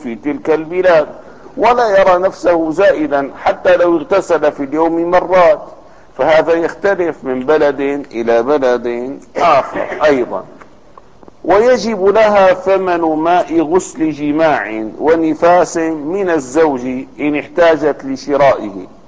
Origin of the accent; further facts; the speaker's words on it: Damascus, Damascus Governorate, Syria; كانت كل البلد عندنا في دمشق تخرج إلى الحمامات العامة.